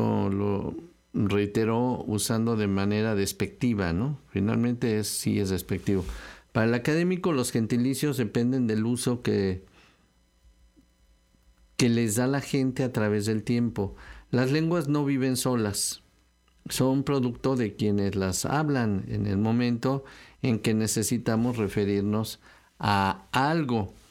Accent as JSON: {"language": "Spanish", "region": "Mexico City", "country": "Mexico", "tie": "born there", "lives_now": "Xalapa, Mexico", "said": "Soy jalapeño. O sea, uno ya no dice, hasta que te preguntan, bueno, ¿pero dónde naciste? Ah, bueno, sí, nací en la Ciudad de México, en el Distrito Federal."}